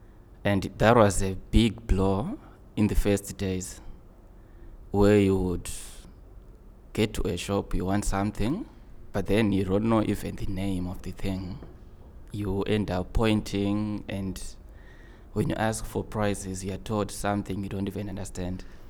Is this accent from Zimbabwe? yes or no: yes; Zimbabwe; I come from Zimbabwe, in the southern part of Africa.